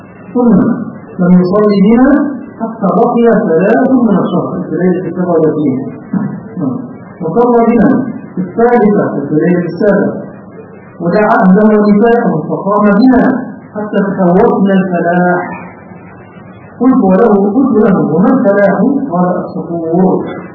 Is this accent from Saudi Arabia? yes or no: no; Egypt; هذا مشهور عندنا في مصر